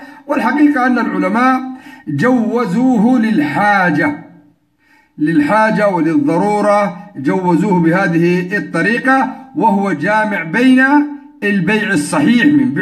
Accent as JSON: {"language": "Arabic", "country": "Yemen", "said": "يعني عندنا في اليمن في جميع البلدان في جميع المناطق معمول به"}